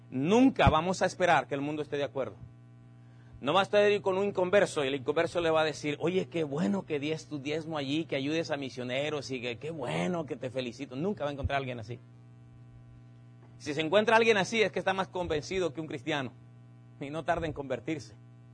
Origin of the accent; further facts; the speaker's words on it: Mexico; Uno de nuestros grandes problemas como humanos y como mexicanos es que no somos constantes en lo que hacemos.